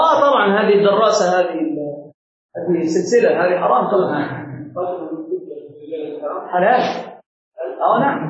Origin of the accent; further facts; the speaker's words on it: Egypt; كما عندنا في مصر هنا